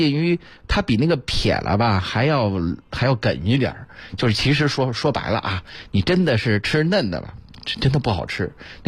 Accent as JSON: {"language": "Chinese", "region": "Beijing", "country": "China", "said": "它曾几何时呢，是咱们北京人这个必然要做的一件事"}